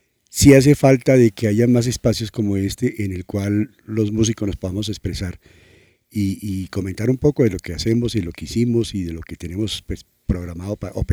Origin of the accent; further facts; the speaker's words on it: Cali, Valle del Cauca, Colombia; born there; also born or lived in Bogotá; De los 10 hermanos, 9 nacimos en Cali. ¿Sí? Y de ahí nos trasladamos a Bogotá y de ahí nacieron el resto, ¿sí?